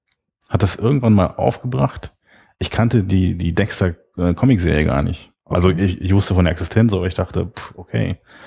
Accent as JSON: {"language": "German", "region": "Berlin", "country": "Germany", "tie": "born or raised there", "said": "Ich bin Ur-Berliner, waschechter Berliner, sagt man, in der dritten Generation."}